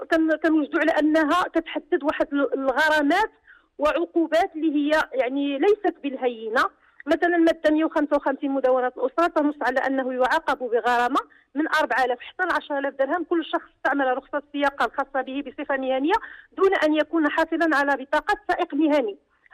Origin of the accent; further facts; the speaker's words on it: Morocco; كنعرفوا إحنا كمغاربة كنحتاجوا أننا نكونوا مع الأسر ديالنا